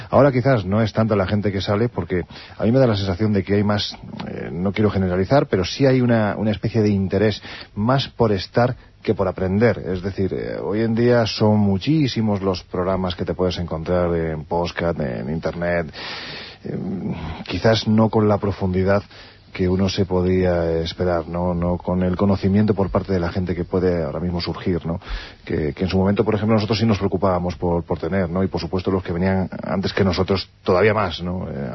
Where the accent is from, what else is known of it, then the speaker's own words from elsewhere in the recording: Andalusia, Spain; Yo siempre digo que soy andaluz sin gracia